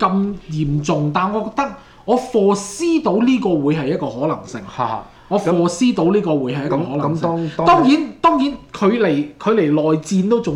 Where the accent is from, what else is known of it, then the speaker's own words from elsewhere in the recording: Canada; 我哋加拿大人，我哋亦都要紀念呢一批咁嘅勇士啦